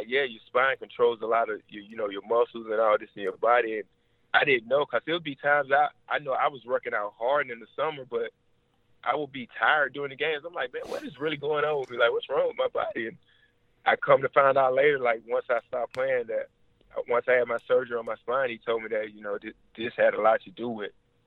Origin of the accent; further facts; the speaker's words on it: Orlando, Florida, United States; Living in Orlando, I'm from Orlando.